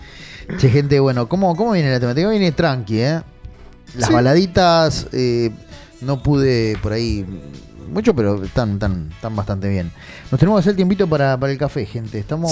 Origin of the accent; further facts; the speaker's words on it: Argentina; Somos comerciantes, somos argentinos, nos reinventamos, nos reiniciamos, construimos.